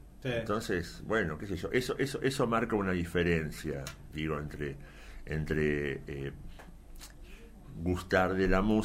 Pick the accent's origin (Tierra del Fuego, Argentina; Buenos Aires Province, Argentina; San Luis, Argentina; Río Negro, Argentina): Buenos Aires Province, Argentina; Ciudad Evita; yo soy de Ciudad Evita, por ejemplo, sí. oriundo